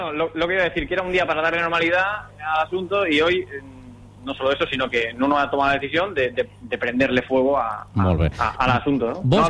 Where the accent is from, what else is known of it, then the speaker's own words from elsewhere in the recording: Valencia, Valencian Community, Spain; Yo soy de Valencia.